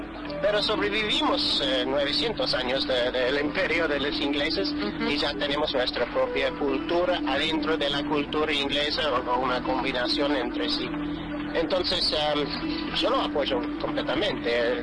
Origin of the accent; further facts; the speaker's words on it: Ireland; Spanish is a second language; yo soy irlandés. Entonces, nosotros somos indígenas en nuestro propio país, pero yo no soy indígena aquí.